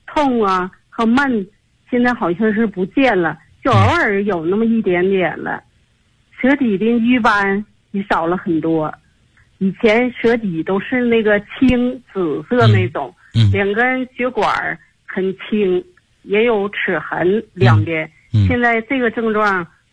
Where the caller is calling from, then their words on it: Tianjin, China; 我来自天津河西区，